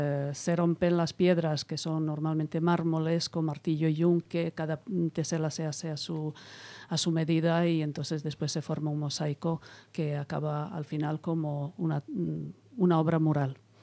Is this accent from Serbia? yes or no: yes; Serbia; Spanish is a second language; yo pues vengo del mundo eslavo. Vengo de Serbia y traigo conmigo pues algo diferente de la cultura también.